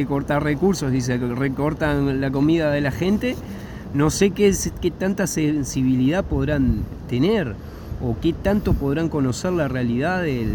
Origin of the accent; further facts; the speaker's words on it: Montevideo, Uruguay; now in Bella Unión, Uruguay; Hace ya un tiempo que estoy en Bella Unión, soy montevideano